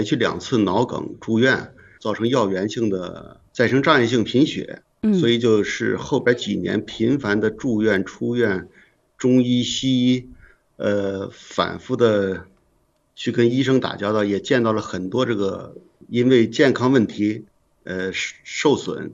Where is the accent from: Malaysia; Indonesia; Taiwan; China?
China; Shijiazhuang, Hebei; 听众朋友大家好，我是来自河北石家庄的